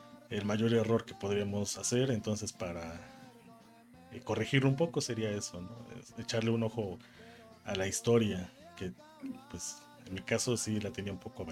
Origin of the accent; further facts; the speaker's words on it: Puebla, Mexico; como saben que soy de Puebla